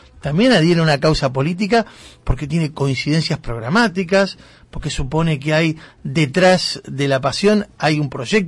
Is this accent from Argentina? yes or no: yes; Argentina; seremos todos argentinos. Ahí sí, somos todos argentinos.